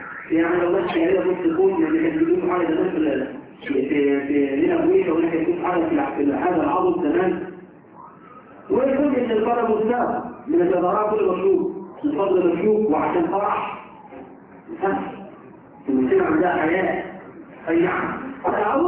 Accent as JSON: {"language": "Arabic", "country": "Egypt", "said": "إحنا كمصريين بس."}